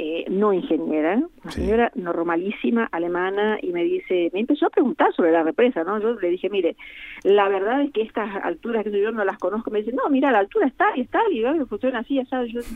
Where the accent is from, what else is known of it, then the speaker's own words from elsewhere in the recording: Corrientes, Argentina; Yo soy correntina